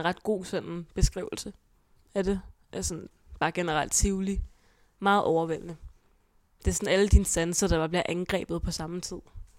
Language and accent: Danish; Hvidovre, Capital Region of Denmark, Denmark; born there; jeg blev født på Hvidovre Hospital i den 6. november i 2000